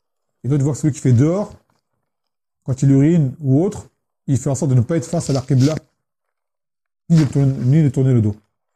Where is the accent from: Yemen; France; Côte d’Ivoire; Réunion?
Yemen; chez nous, au Yémen, c'est la salle de bain et les toilettes, c'est le même lieu